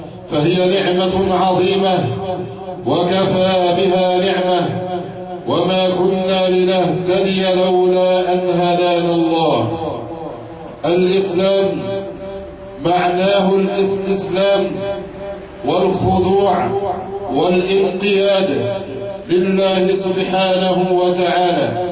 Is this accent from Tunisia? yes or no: no; Egypt; لقد أكرم الله سبحانه وتعالى بلدنا مصر